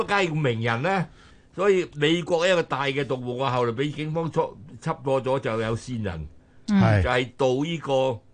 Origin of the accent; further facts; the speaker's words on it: China; 因为我哋中国人自古以嚟咧，由儒家影响啊，要重视厚葬